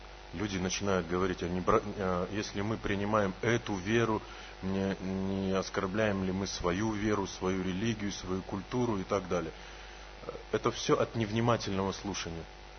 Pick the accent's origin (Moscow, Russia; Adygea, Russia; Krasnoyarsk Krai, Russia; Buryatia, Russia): Buryatia, Russia; Ulan-Ude; born there; Сразу еще раз скажу, что я родился в Улан-Удэ.